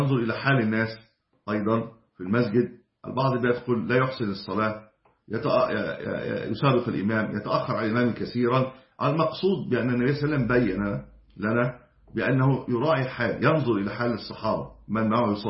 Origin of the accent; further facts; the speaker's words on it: Egypt; المساجد القديمة عندنا في مصر كانت في الدور الأعلى